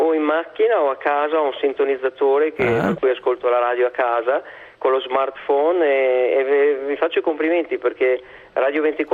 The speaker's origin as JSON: {"language": "Italian", "town": "Verona", "region": "Veneto", "country": "Italy", "moved": "yes", "lives_now": "Santa Barbara, United States", "said": "Io sono di Verona."}